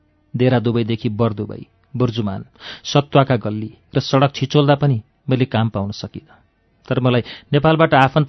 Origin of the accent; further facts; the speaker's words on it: Putalibazar, Gandaki Province, Nepal; मध्यमवर्गीय परिवारमा जन्मेको मैले अभाव र गरिबी महसुस गर्नै परेन। पुतली बजार 4 रामकोष स्याङ्जाका उकाली ओह्रालीहरूमा हाँस्दै खेल्दै अनि रामकोष फुलबारी निमाविमा कक्षा 7 पढ्दै बाल्यकाल सुटुक्कै बित्यो।